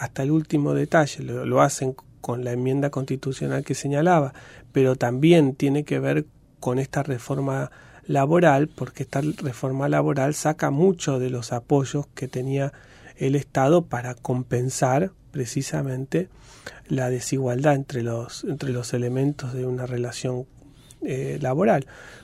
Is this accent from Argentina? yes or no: yes; Argentina; desde el punto de vista de lo que por ahí nos interesa a nosotros como argentinos